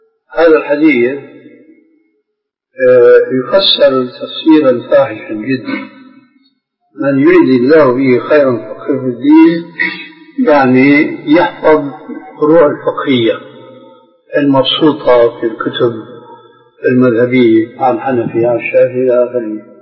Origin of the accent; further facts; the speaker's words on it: Syria; كلنا نحن سوريين